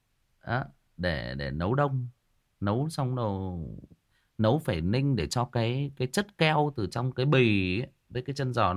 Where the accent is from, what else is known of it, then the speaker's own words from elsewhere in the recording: Northern Vietnam, Vietnam; Thật sự bản thân cá nhân tôi là người miền Bắc